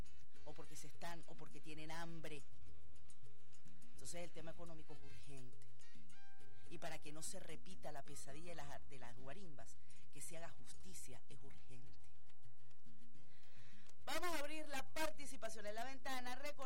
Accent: Venezuela; como una venezolana

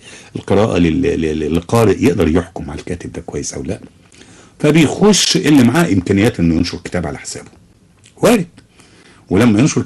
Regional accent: Egypt; يعني الان احنا نسال نفسنا الاول كمصريين عندنا كم مجله لنشر الاداب المصريه؟

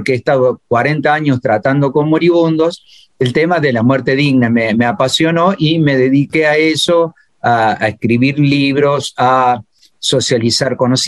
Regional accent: Córdoba, Argentina; also born or lived in El Dorado; yo soy un médico de Córdoba que trabajó algunos años en Misiones, 6 años en El Dorado Misiones.

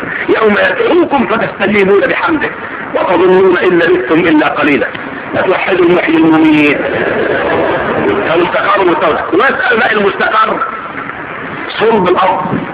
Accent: Egypt; ورا ودنك الشمال كده متجه ايه اللي عندنا في مصر بالذات

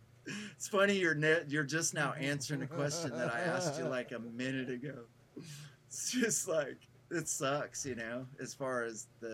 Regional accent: Texas, United States; Like, we're from Texas, you know?

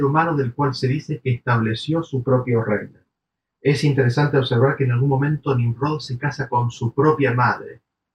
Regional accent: Argentina; Estaba viviendo en el exterior, volví a mi país de origen, Argentina

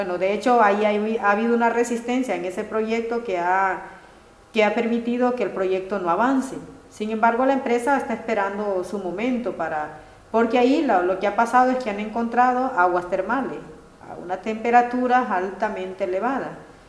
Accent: El Salvador; nosotros como salvadoreños tenemos el 60% de esas aguas.

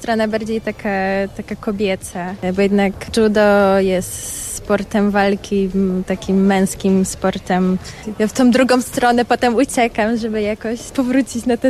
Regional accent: Rybnik, Silesian Voivodeship, Poland; Tak, tak, jestem z Rybnika.

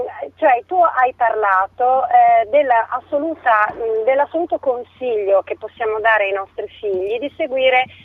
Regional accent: Milan, Lombardy, Italy; io sono di Milano, lavoro a Milano, perlomeno fino adesso ho tentato di lavorare a Milano e provincia

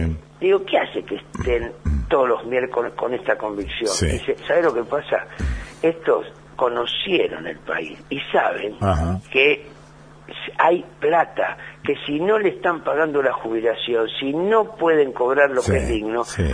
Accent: Lanús, Buenos Aires Province, Argentina; Producto de un sueño que vos estabas en el barrio, yo soy de Lanús, en el barrio la seguridad eran los vecinos.

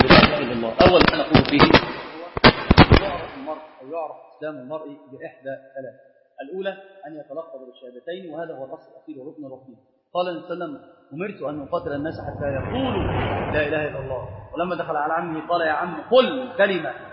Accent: Upper Egypt, Egypt; فأنا صعيدي، والله صعيدي، أنا صعيدي

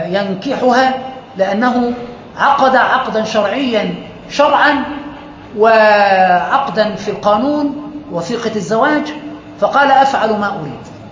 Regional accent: Egypt

